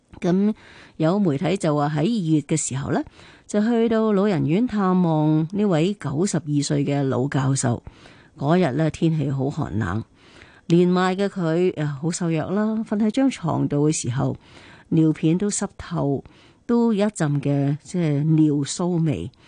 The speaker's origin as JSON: {"language": "Cantonese", "country": "China", "said": "我哋中国人成日讲嗬，亲生仔不如近身前啊！"}